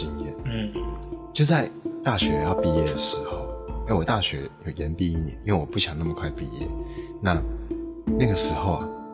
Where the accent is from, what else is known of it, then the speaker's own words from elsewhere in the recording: Taiwan; 甚至是远在中国那些 对我们台湾人不信任的朋友